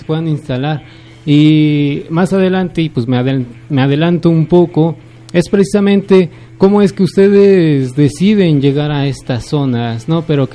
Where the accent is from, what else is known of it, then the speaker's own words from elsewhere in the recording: Ozumba, State of Mexico, Mexico; Yo no soy aquí residente de Mecameca, yo soy de una comunidad cercana a 20-30 minutos, que es Ozumba, conocido por su supermercado